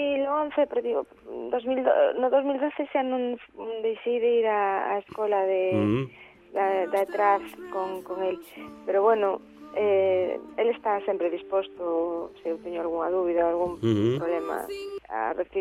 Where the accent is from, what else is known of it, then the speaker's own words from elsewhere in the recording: Galicia, Spain; porque bueno, é o máximo que podes aspirar sendo artista, sendo galega, ¿no?